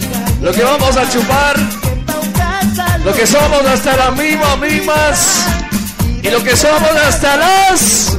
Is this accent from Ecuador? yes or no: yes; Tumbaco, Pichincha, Ecuador; Los que somos de Tumbaco. Los que somos del Valle de Tumbaco, ¿dónde estamos?